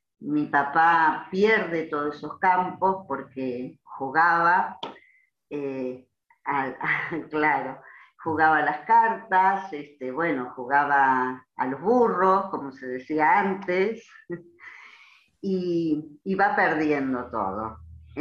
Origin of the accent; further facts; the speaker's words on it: Río Cuarto, Córdoba, Argentina; born there; En la ciudad de Río Cuarto. Yo nazca, sí, soy nacida en Río Cuarto.